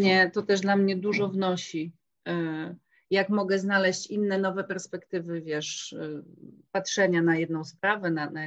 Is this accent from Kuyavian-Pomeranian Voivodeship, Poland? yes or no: no; Wrocław, Lower Silesian Voivodeship, Poland; Tak, Wrocław to jest moje rodzinne miasto. Właściwie całe życie z małymi tam epizodami mieszkania poza, mieszkałam we Wrocławiu, tutaj studiowałam.